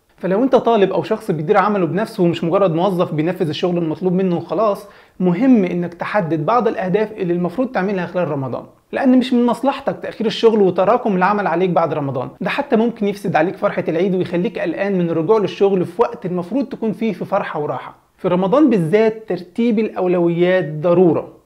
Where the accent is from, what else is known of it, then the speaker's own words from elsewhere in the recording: Egypt; عندنا في مصر بيقولوا إن حتى غير المسلمين بيحبوا رمضان،